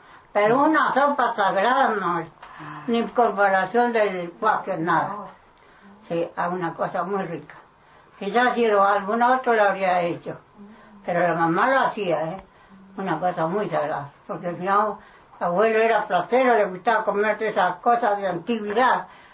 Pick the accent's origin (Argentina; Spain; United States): Argentina; Puyén; born there; En el Puyén.